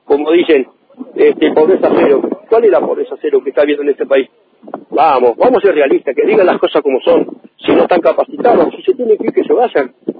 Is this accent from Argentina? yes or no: yes; Argentina; somos argentinos y tenemos un derecho al trabajo